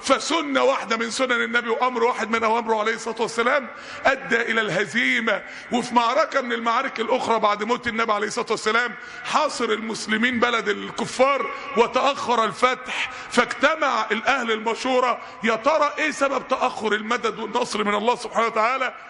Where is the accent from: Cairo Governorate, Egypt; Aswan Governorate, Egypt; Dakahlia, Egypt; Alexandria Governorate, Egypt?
Dakahlia, Egypt; Mansoura; عندنا في المنصورة